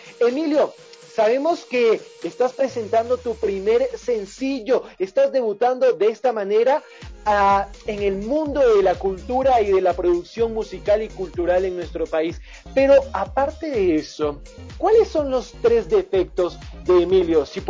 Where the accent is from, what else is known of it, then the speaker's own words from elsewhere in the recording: Ecuador; nosotros somos ecuatorianos y somos un pueblo de guerreros y guerreras, que no nos amilanamos ante nada.